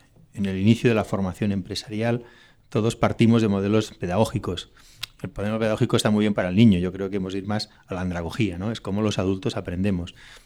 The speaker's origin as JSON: {"language": "Spanish", "region": "Catalonia", "country": "Spain", "said": "mi generación, aquí en Cataluña, pues somos francófonos, estudiábamos francés"}